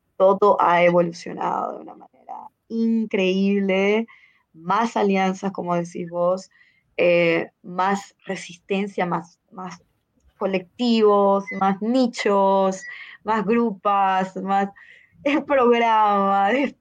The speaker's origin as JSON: {"language": "Spanish", "town": "Maracaibo", "region": "Zulia", "country": "Venezuela", "said": "yo soy de Maracaibo, Estado Zulia, que es la costa oriental del lago allá en Venezuela"}